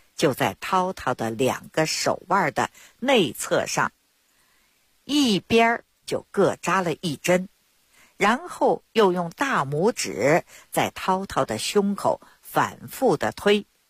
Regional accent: Beijing, China; 我呢是土生土长的北京人儿。我自小呢出生在一个中医世家， … 我的爷爷我的父亲那都是郎中。

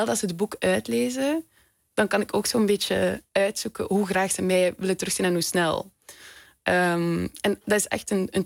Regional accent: Ghent, Flanders, Belgium; Ik kom uit Gent, België.

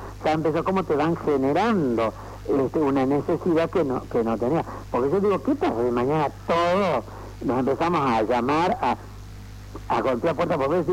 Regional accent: Salta, Argentina; Yo soy salteño.

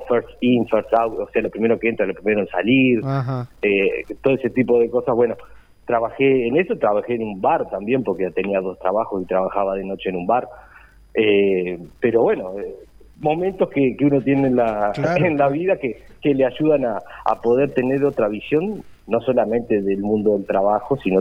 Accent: Uruguay; como tantos uruguayos y como tantos compañeros de ese momento que tuvimos que salir a buscar el camino

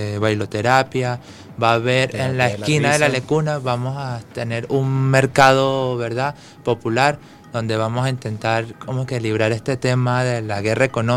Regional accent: Barquisimeto, Lara, Venezuela; now in Caracas, Venezuela; yo soy de Barquisimeto y fíjate, pues estoy aquí viviendo la experiencia de lo que es el arte circense aquí en la capital.

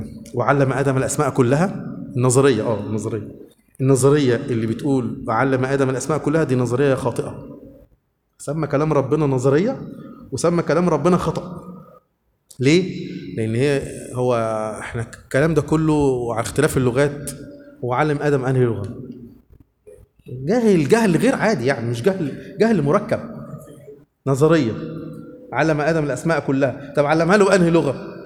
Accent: Upper Egypt, Egypt; اللي إحنا بنسمي عندنا في الصعيد الموز صابع موز

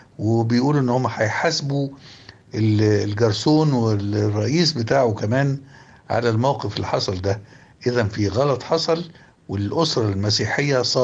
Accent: Egypt; النبل ده والجمال والتسامح والمحبة اللي في العلاقة بينا كمصريين

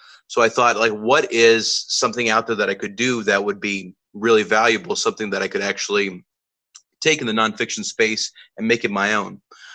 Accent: Pakistan; also born or lived in Texas, United States; I was born in Texas, but I grew up in Pakistan.

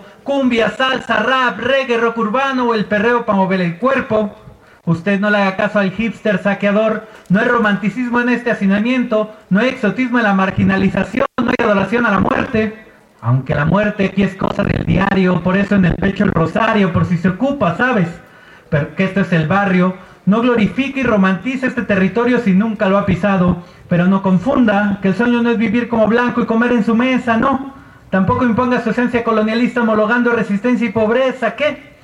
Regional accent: Tláhuac, Mexico City, Mexico; Soy de la Ciudad de México, de Tláhuac

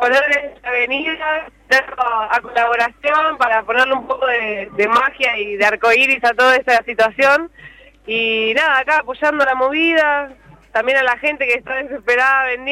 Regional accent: Ensenada, Buenos Aires Province, Argentina; now in Córdoba, Argentina; Sí, soy de Ensenada. Sí, estoy viviendo en Córdoba, vine al encuentro.

